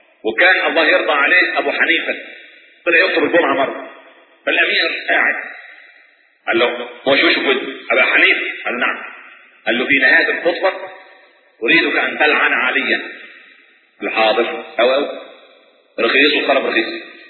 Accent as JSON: {"language": "Arabic", "country": "Egypt", "lives_now": "Germany", "said": "انا مصري."}